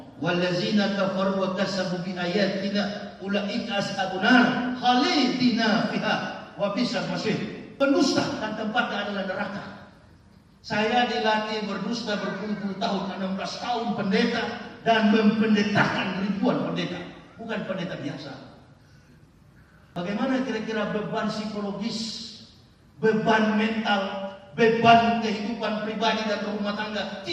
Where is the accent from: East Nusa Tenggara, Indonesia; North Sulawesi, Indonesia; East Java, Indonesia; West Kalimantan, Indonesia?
North Sulawesi, Indonesia; Manado; Tidak mudah kami orang Manado bisa menembus yang namanya gerbang hidayah